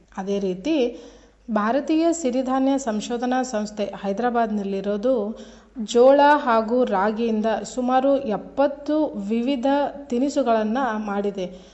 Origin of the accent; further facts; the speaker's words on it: Karnataka, India; ಮೊದಲಿಗೆ ನಿಮಗೆಲ್ಲ ಗೊತ್ತು, ನಾವು ಉತ್ತರ ಕರ್ನಾಟಕದವರು